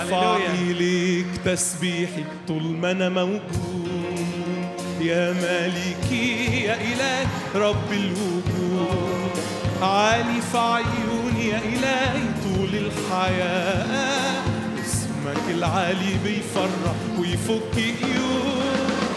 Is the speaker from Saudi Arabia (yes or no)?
no; Upper Egypt, Egypt; عارف لما عندنا في الصعيد يقولوا بيقول بالفم المليان، عارفين التعبير ده؟ مش عارفينه؟ احسب يعني، يمكن عشان انا من هناك انتوا من هنا بقى.